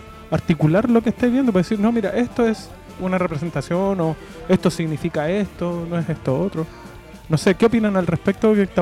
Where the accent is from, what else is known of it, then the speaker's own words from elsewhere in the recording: Pudahuel, Santiago Metropolitan Region, Chile; Que yo me acuerdo que cuando chico ahí en Pudahuel Sur, Cerrillo, Maipú